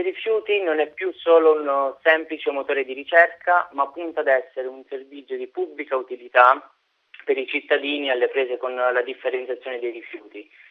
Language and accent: Italian; Rotondella, Basilicata, Italy; nel mio paese, Rotondella, in provincia di Matera